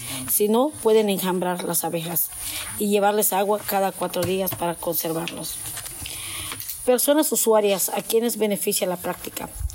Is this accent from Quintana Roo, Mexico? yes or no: yes; Tepich, Quintana Roo, Mexico; Vengo de la comunidad de Tepic, Quintana Roo, frontera con Yucatán.